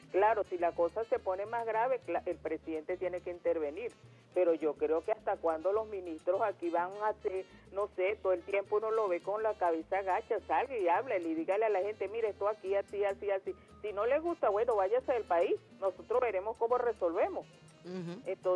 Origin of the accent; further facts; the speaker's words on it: Venezuela; yo soy venezolana 100% y yo no quiero que la moneda de mi país sea en dólares